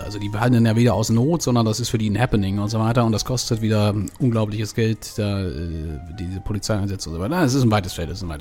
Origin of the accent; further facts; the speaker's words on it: Berlin, Germany; born there; ich bin ja quasi Schleswig-Holsteiner von Gesinnung, auch wenn gebürtiger Berliner